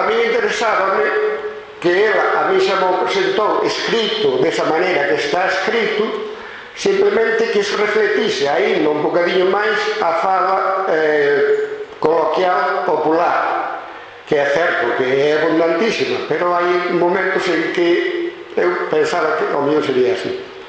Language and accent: Galician; Vila Seca, Galicia, Spain; eu sinto-me orgulloso de ser limiado. E dentro da línea eu son de Vila Seca, e ademais Vila e pois Seca, separada.